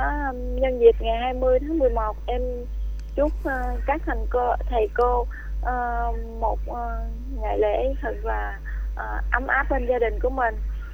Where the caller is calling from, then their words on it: Ho Chi Minh City, Vietnam; em gọi đến từ thành phố Hồ Chí Minh đó chị